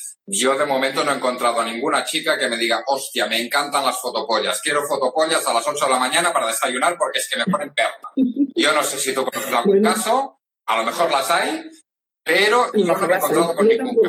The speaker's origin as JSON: {"language": "Spanish", "region": "Catalonia", "country": "Spain", "accent": "Catalan", "said": "debido a mi acento catalán, evidentemente"}